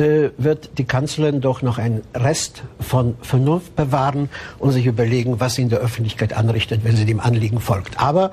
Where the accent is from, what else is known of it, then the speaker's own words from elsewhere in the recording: Cologne, North Rhine-Westphalia, Germany; Ich bin ja in Köln groß geworden